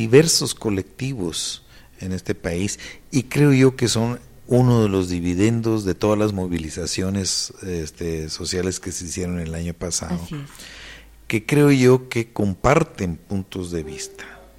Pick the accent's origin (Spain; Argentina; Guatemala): Guatemala; now in Mexico; En primer lugar, yo soy guatemalteco.